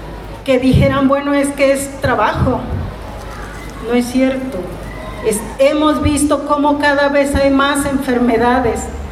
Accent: Jalisco, Mexico; Un ejemplo claro de Jalisco, de donde yo soy, del sur de Jalisco.

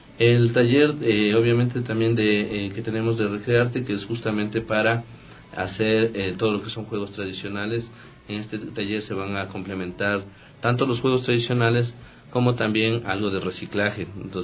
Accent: Quito, Pichincha, Ecuador; para que podamos como quiteños ya tener una visión clara de lo que tenemos en cada uno de nuestros barrios.

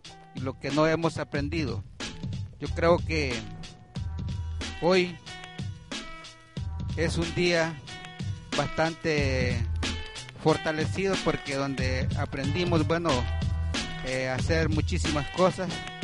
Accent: Honduras; Yo creo que nosotros como hondureños esto no lo vamos a olvidar jamás

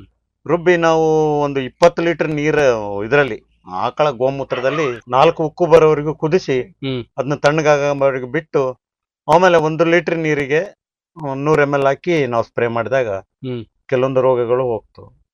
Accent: Dambralli, Karnataka, India; ಡಂಬ್ರಳ್ಳಿ sir.

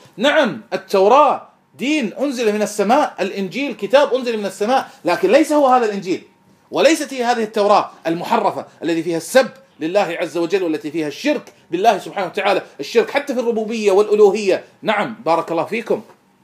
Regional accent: Kuwait; أنا كويتي والرافض كويتي

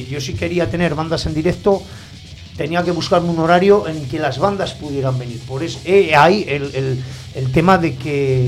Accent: Aragon, Spain; Somos maños.

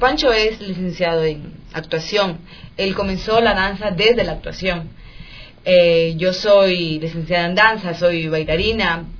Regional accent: Guayaquil, Guayas, Ecuador; si es que era en Guayaquil, porque soy de Guayaquil

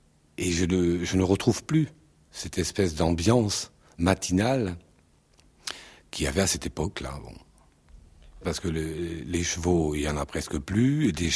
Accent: Southern France, France; dans le midi, il y a plus d'odeurs que de sons, disons. Mais effectivement, c'est les cigales, tout bêtement.

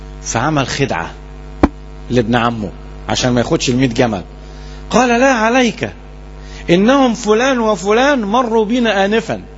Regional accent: Alexandria, Alexandria Governorate, Egypt; احنا كلنا اسكندرانية

